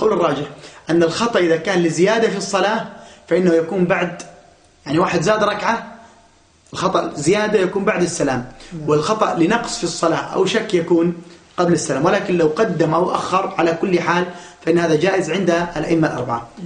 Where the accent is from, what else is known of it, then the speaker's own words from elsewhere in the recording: Daraa, Daraa Governorate, Syria; أو مجاهدين من عندنا في درعا أو غيرها